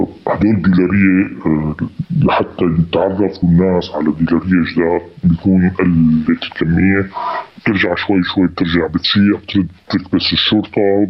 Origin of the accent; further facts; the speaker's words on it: Damascus, Damascus Governorate, Syria; moved away as an adult; now in Antakya, Turkey; أنا بالأساس من مدينة بريف حما، بس ولدت وعشت بدمشق. بيتي بدمشق لآخر 2011. بآخر 2011 طلعت على واحدة من الدول العربية. بعدها جيت باتجاه تركيا، جيت على أنطاكيا واستقريت هناك.